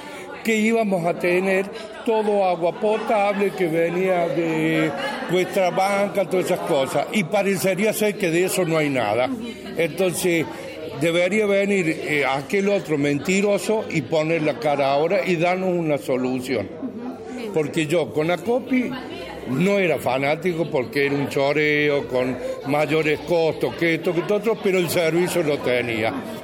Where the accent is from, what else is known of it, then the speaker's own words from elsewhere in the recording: Villa Carlos Paz, Córdoba, Argentina; nosotros somos ciudadanos de Carlos Paz